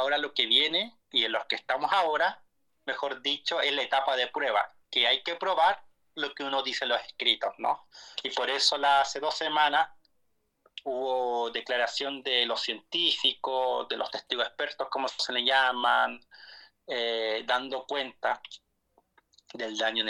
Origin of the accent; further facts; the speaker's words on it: Arica y Parinacota, Chile; Que nos preocupemos como ariqueños, parinacotenses, como chilenos del país